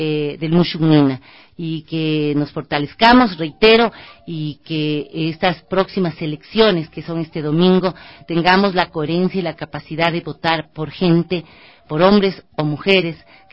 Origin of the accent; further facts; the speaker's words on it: Ecuador; lo que queremos como seres humanos, lo que queremos como ecuatorianos